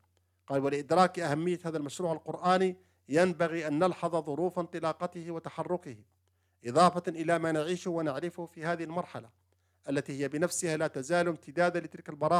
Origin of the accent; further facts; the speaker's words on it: Yemen; ومن ذلك في بلدنا اليمن